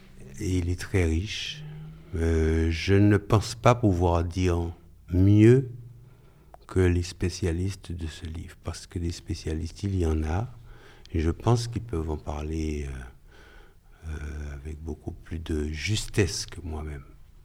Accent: Fort-de-France, Martinique; Et chez moi, à Fort-de-France, il y a une très belle bibliothèque.

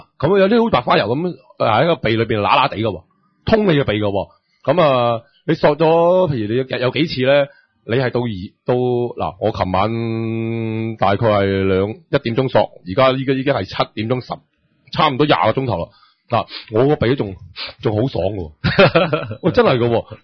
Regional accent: Hong Kong; 我香港人就唔係好怪

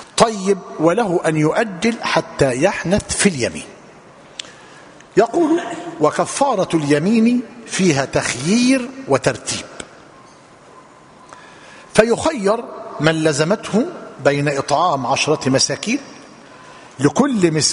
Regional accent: Egypt; أصبح في بلادنا مصر الثوب معلوم الذي نرتديه

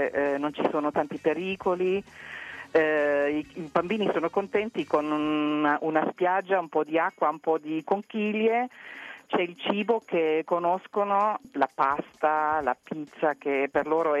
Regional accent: Heidelberg, Baden-Württemberg, Germany; Italian is a second language; Io proprio vengo da Heidelberg, una città universitaria

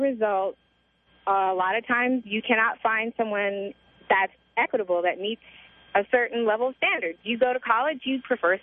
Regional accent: Santa Barbara, California, United States; Dude, I grew up in Santa Barbara. Everyone dated everyone.

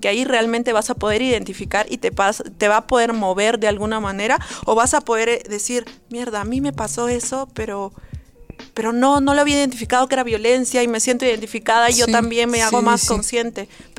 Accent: Cusco, Peru; siempre he regresado a la urbe, a mi pueblo, o sea, siempre he regresado a Cusco

